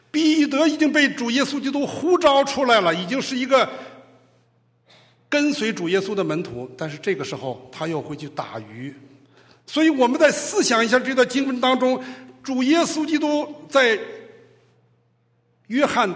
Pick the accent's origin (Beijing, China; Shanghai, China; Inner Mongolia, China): Beijing, China; now in United States; 我是北方人，我是北京人，所以我爱吃面